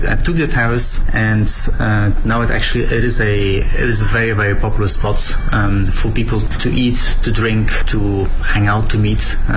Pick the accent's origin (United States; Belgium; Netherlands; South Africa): Belgium; I'm from Belgium